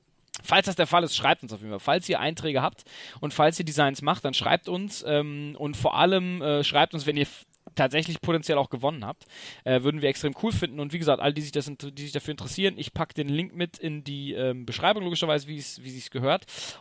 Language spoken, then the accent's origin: German; Tübingen, Baden-Württemberg, Germany; aber wir kommen ja aus Tübingen